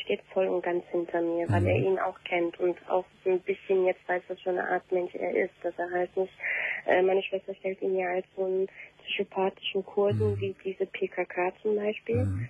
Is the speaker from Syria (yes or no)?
no; Turkey; Ich bin Türkin, genau.